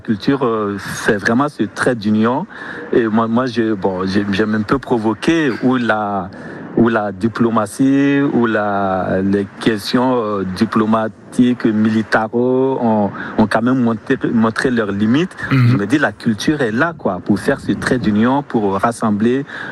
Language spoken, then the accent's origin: French; Ouagadougou, Centre, Burkina Faso; Moi, je viens du Burkina Faso, de Ouagadougou, la capitale du Burkina